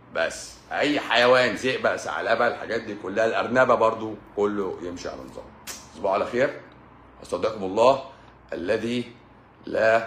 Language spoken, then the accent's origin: Arabic; Egypt; احنا بقى عايزين نعمل واحدة احنا عندنا في مصر.